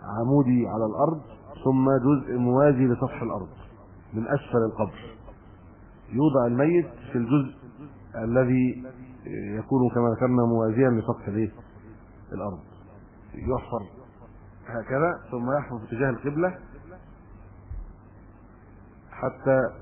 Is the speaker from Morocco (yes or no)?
no; Egypt; معظم ما عندنا في مصر شق